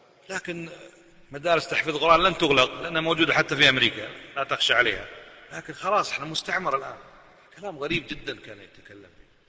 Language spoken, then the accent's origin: Arabic; Kuwait; وإحنا بصفتنا من أهل الكويت شوي جريئين